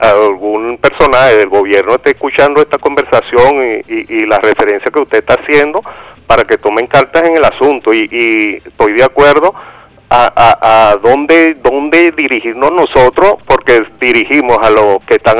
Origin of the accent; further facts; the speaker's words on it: Catí, Valencian Community, Spain; yo soy aquí de Cati